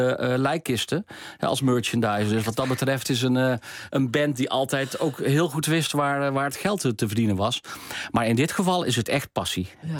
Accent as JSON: {"language": "Dutch", "region": "North Brabant", "country": "Netherlands", "said": "Ik kom zelf uit Brabant."}